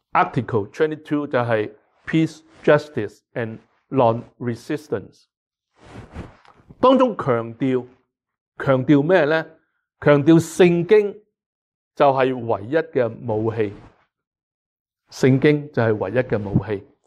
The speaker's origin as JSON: {"language": "Cantonese", "country": "Hong Kong", "tie": "born or raised there", "lives_now": "Canada", "said": "更加就是香港是我们很多人生于斯长于斯的一个的地方，我们对香港那种的爱和关怀并没有因为移民而是轻易的改变了"}